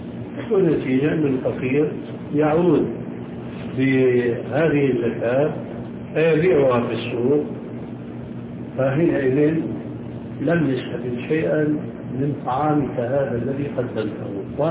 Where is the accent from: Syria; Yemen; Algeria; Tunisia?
Syria; يمكن موجودة عندكم موجود عندنا في سوريا